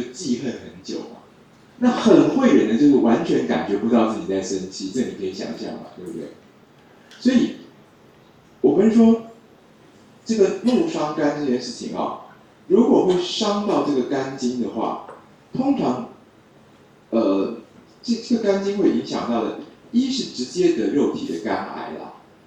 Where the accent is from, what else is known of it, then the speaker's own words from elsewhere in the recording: China; 我们中国人觉得很像一个草木发芽的样子